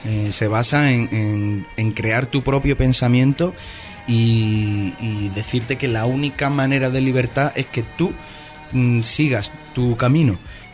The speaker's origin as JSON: {"language": "Spanish", "town": "Jerez de la Frontera", "region": "Andalusia", "country": "Spain", "tie": "born or raised there", "said": "Bueno, yo soy mono y costeño, porque me crié en Cádiz, en Jerez de la Frontera entre Cádiz y eso, así que sí, también, mono y costeño."}